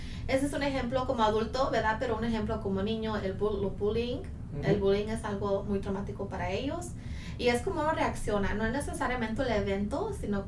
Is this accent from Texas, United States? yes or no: yes; Tyler, Texas, United States; yo soy aquí de Tyler, mi familia es de México, mi familia es de Guerrero